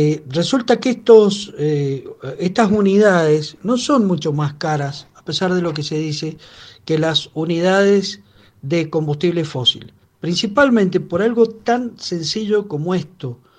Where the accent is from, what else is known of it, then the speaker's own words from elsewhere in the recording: Mendoza, Argentina; los que limpiamos el ambiente, en este caso, somos los mendocinos con nuestros pulmones